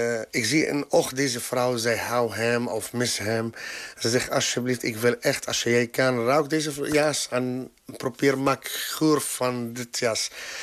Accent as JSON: {"language": "Dutch", "town": "Latakia", "region": "Latakia Governorate", "country": "Syria", "second_language": "Dutch", "moved": "yes", "lives_now": "Netherlands", "said": "Latakia is mijn stad in Syrië. Ik ben hier van 9 jaar geleden, origineel. Ik kom uit Syrië, daarom."}